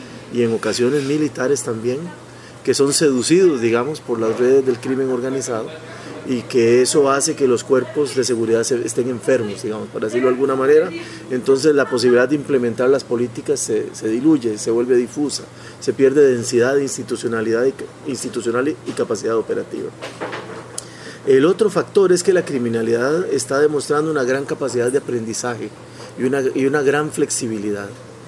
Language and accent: Spanish; Costa Rica; moved away; aquí hablo como costarricense, aunque vivo fuera desde hace años